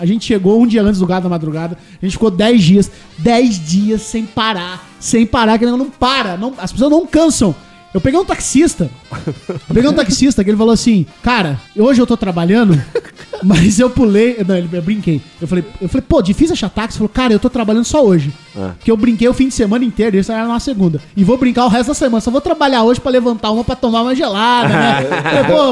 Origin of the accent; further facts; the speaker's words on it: Paraná, Brazil; eu sou do Paraná, primeira vez que eu tô.